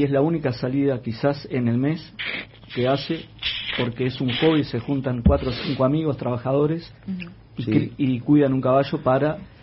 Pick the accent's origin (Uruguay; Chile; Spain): Uruguay; Sarandí Grande, Florida; Entre semanas se trabajaba, pero en mi pueblo había un raíz y se paraba...